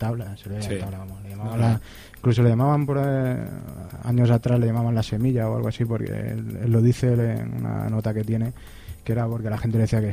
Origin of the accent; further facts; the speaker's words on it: Cáceres, Extremadura, Spain; yo soy fuera de Madrid, vamos, totalmente, soy